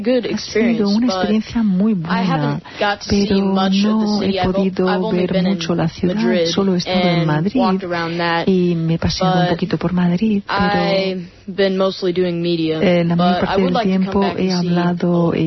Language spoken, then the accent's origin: Spanish; Imperial, Lima, Peru; mis padres se las arreglan para que en Imperial, mi pueblo, yo siga siendo un niño normal